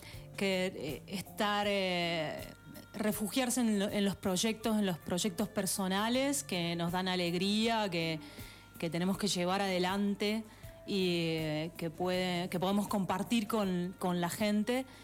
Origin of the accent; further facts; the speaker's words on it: Villa Mercedes, San Luis, Argentina; Somos de Villa Mercedes.